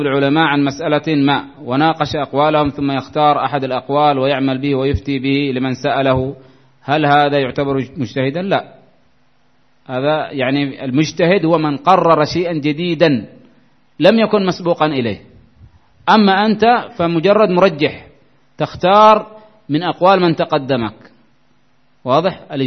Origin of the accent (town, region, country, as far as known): Yemen